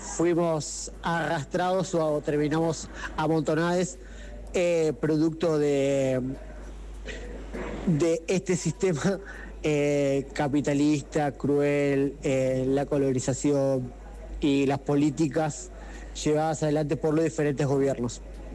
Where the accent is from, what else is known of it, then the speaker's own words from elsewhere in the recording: Bariloche, Río Negro, Argentina; born there; now in Villa La Angostura, Argentina; Saludaba a quienes están escuchando estas palabras. Soy nacido en Bariloche, pero ahora estoy viviendo en Villa La Angostura.